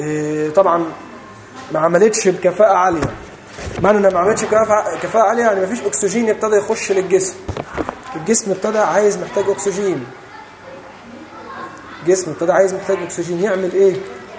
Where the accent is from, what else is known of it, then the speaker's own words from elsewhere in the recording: Egypt; وليه رفات هنا عندنا في مصر